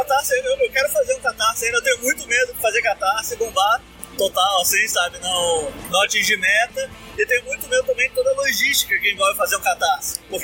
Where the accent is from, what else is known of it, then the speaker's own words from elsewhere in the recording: Curitiba, Paraná, Brazil; A gente, todos somos de Curitiba